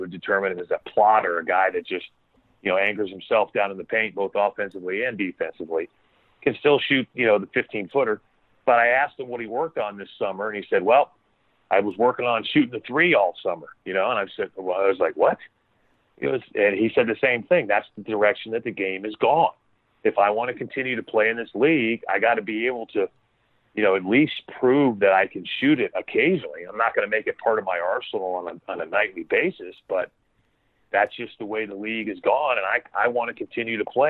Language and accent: English; Florida, United States; Stetson, because I grew up in Florida